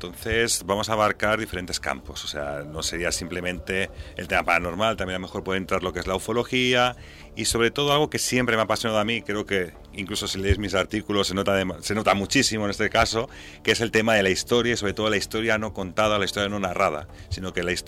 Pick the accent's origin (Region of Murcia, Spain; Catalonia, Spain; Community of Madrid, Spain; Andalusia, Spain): Catalonia, Spain; Me encanta el catalán, soy catalán, con lo cual hacer un programa en catalán es algo que también me gusta.